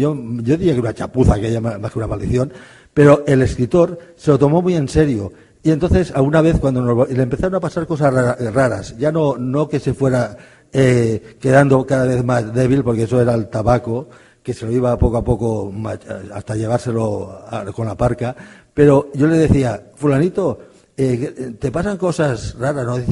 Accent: Catalonia, Spain; en mi tierra una masía

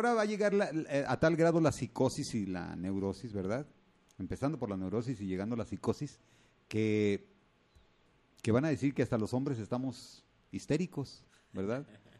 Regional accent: Mexico; no es nada más lo que somos como mexicanos

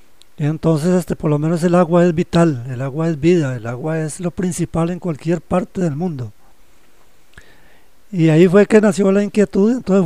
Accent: Heredia, Costa Rica; now in Valle de la Estrella, Costa Rica; Yo me vine para La Guaria, para el Valle de la Estrella. Yo soy de Heredia. En mi niñez, prácticamente en mi niñez, vivimos en una casa que no había agua.

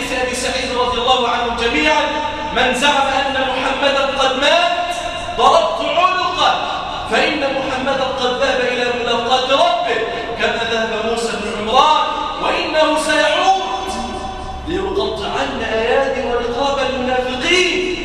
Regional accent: Damietta, Damietta Governorate, Egypt; اللهم احفظ بلادنا مصر واجعلها واحة للأمن والأمان. اللهم احفظ بلادنا دمياط واجعلها واحة للأمن والأمان

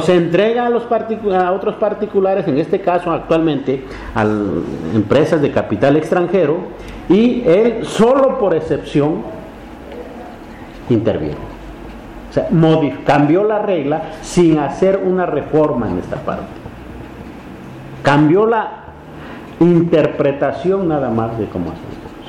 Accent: Oaxaca, Mexico; porque están en Oaxaca, y yo soy de Oaxaca

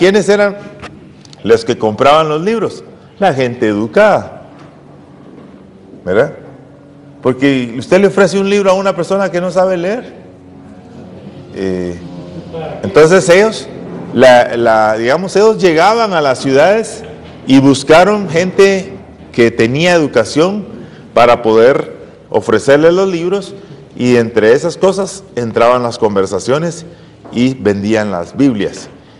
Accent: Zacapa, Guatemala; Por la gracia de Dios, soy de Zacapa.

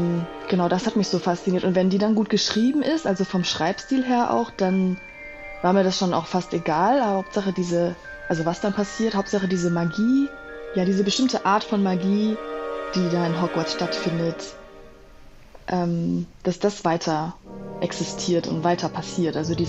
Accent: Düsseldorf, North Rhine-Westphalia, Germany; ich komme aus Düsseldorf und da gab es eine Zeitung für wohnungslose Menschen

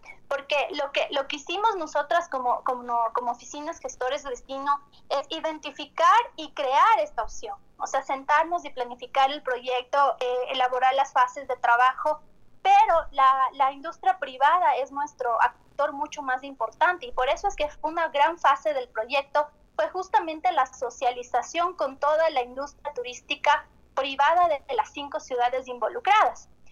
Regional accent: Quito, Pichincha, Ecuador; y nosotros como quiteños o los cuencanos o los de Latacunga

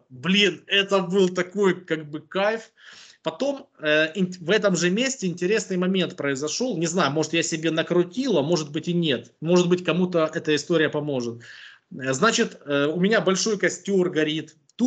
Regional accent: Ukraine; Я говорю, да мне пофиг, говорю, я с Украины.

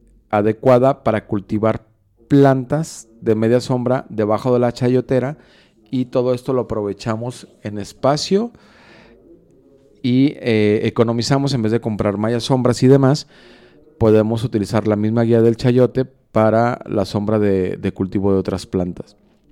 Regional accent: Juanacaxtle, Mexico; now in Guadalajara, Mexico; cuando era niño en el rancho en Juanacaxtle, que aprovechábamos o se aprovechaba todo el espacio para sembrar diferentes cosas en el mismo cultivo, en el mismo terreno.

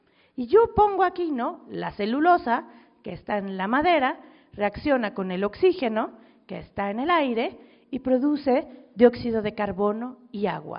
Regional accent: Mexico City, Mexico; yo vengo de la Ciudad de México

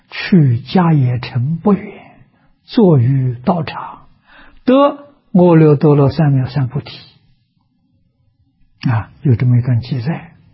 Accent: China; 我们中国人讲名师出高徒

